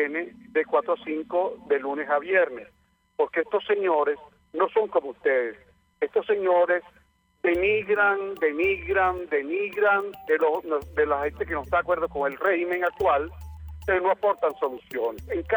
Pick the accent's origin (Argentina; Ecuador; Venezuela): Venezuela; Yo quiero decirle a mi pueblo venezolano